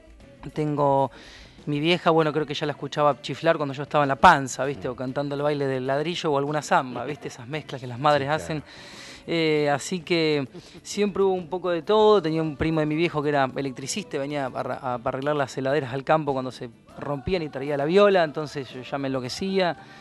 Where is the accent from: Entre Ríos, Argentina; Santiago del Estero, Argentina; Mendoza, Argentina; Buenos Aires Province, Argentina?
Buenos Aires Province, Argentina; Miramar; cuando me vine de Miramar, andaba un poco mezclado, ¿no?